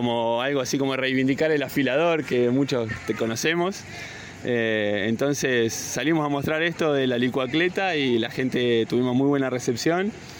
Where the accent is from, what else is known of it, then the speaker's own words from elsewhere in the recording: Uruguay; now in Córdoba, Argentina; nosotros venimos de Uruguay, país vecino acá, el paisito para algunos. Y llegamos a Córdoba ya hace un año.